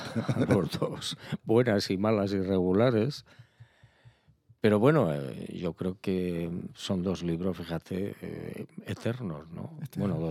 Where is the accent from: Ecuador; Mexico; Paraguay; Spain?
Spain; Pamplona, Navarre; born there; Nací en Pamplona por accidente militar.